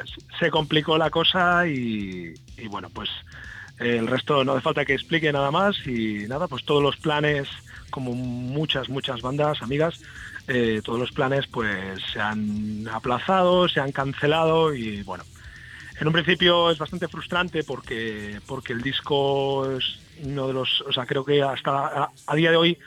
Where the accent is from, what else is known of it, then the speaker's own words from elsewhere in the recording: Tarragona, Catalonia, Spain; Sí, parte de la banda sí, y yo estoy en Tarragona. Yo soy de Tarragona.